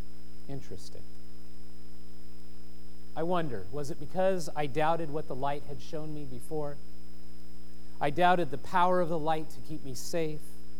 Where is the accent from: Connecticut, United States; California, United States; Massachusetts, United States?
California, United States; Now, we grew up in Southern California, and so we had street lights, and so shadows cast in the room.